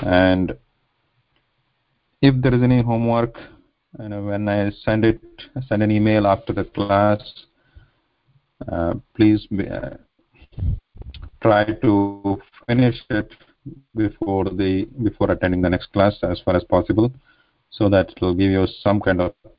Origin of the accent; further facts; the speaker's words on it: India; first language Kannada; English is a second language; now in United States; So I'm originally from India, currently live in the United States. So my mother tongue is Kannada, and but for all practical purposes, we speak here English and also Sanskrit to some extent.